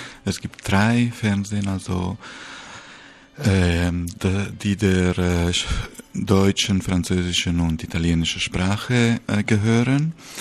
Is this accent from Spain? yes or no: yes; Spain; now in Switzerland; Ich bin Schweizer Bürger, in Spanien geboren, aufgewachsen.